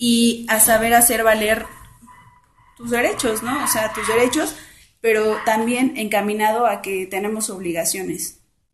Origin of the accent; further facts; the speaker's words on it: Iztacalco, Mexico City, Mexico; vivo aquí en Iztacalco, viví toda mi vida y ahorita, por cuestiones de mi vida, soy radico en Iztapalapa, pero todas mis actividades yo las realizo en la colonia agrícola oriental de Iztacalco.